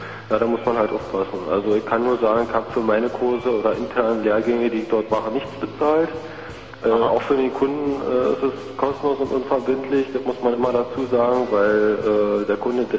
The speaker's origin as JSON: {"language": "German", "town": "Frankfurt", "region": "Brandenburg", "country": "Germany", "said": "Wir haben jetzt zum Beispiel einen Fall hier in Frankfurt-Oder, also wir kommen aus Frankfurt-Oder"}